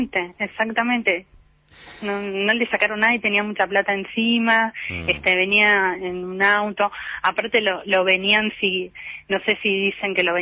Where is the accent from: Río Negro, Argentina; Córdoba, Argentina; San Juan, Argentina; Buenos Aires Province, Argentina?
Buenos Aires Province, Argentina; Malvinas Argentinas; born there; Y acá en Malvinas, yo nací en Malvinas, conozco a mucha gente.